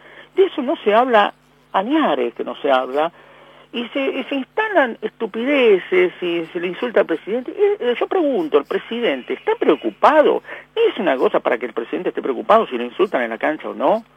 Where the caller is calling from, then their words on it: Buenos Aires, Argentina; de Floresta.